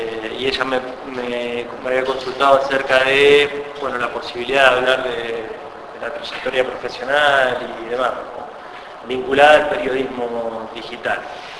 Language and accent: Spanish; Colón, Buenos Aires Province, Argentina; Yo soy oriundo de Colón, provincia de Buenos Aires.